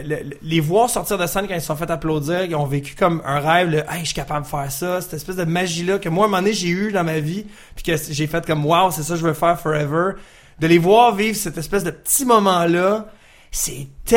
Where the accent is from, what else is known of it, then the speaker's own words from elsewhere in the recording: Canada; nous, on est des Canadiens